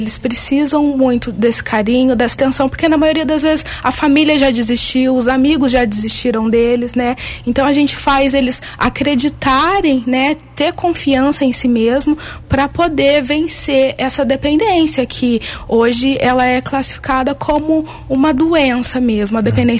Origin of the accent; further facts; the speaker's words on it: Tapiratiba, São Paulo, Brazil; após a formatura eu comecei um trabalho em Tapiratiba, que é a minha cidade natal